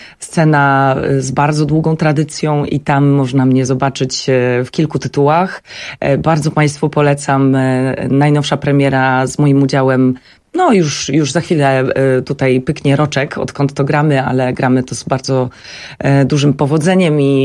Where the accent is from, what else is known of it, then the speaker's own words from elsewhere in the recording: Warmian-Masurian Voivodeship, Poland; jestem z Mazur, więc bardzo dużo zawsze pływałam